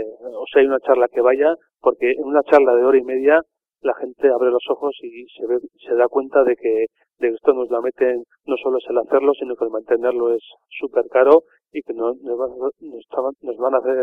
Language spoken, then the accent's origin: Spanish; Basque Country, Spain; El que somos unos vascos en Madrid